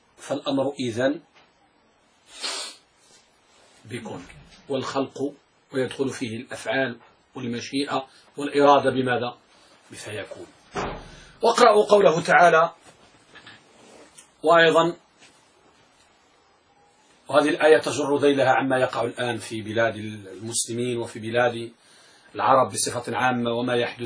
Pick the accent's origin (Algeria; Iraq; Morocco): Morocco; ولهذا أحد الجلادين عندنا بالمغرب يدعى عبد العاطي